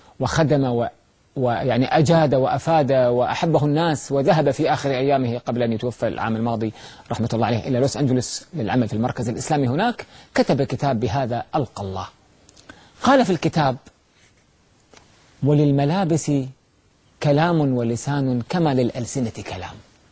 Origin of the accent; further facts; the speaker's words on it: Kuwait; وصلت عندنا في الكويت بعد الأردن والقدس والبحرين